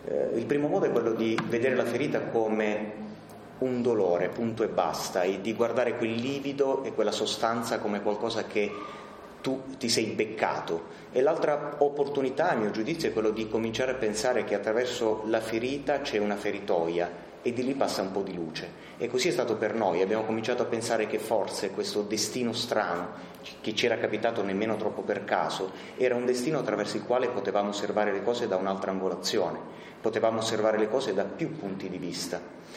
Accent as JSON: {"language": "Italian", "region": "Apulia", "country": "Italy", "said": "Sono veramente felice di aver attraversato tutta l'Italia, io sono pugliese, per arrivare sino"}